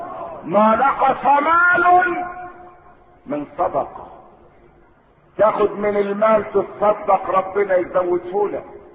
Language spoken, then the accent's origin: Arabic; Egypt; احنا مسلمين ومصريين زي بعض احنا مصريين